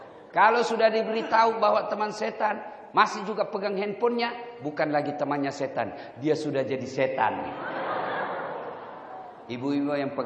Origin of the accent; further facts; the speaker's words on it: South Sulawesi, Indonesia; Saya semalam masih di kampung. Kampung saya itu kurang lebih 5 jam dari kota Makassar.